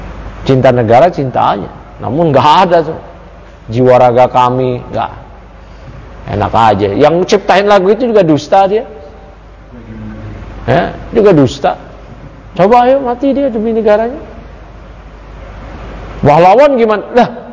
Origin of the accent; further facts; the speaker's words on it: Jakarta, Indonesia; Saya lahir di Jakarta, kecil di Jakarta, gede di Jakarta. Orang tua saya puluhan tahun lalu dari dulu di Jakarta. Kerabat-kerabat saya semua di Jakarta. Saya lahir di Jakarta.